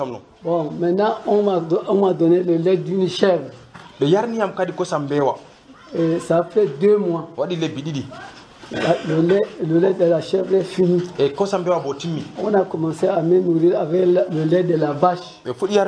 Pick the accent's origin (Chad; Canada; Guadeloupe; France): Chad; now in Cameroon; Bon, je suis d'origine du Tchad.